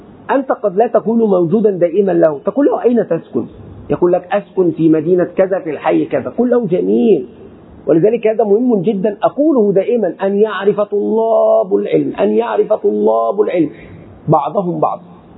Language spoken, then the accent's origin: Arabic; Egypt; أتكلم عن بلدي مصر